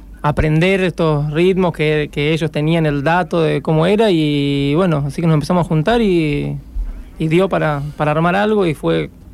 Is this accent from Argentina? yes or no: yes; Buenos Aires, Argentina; born there; now in San Marcos, Argentina; Sí, somos todos nacidos en Buenos Aires y ya hace varios años viviendo en San Marcos.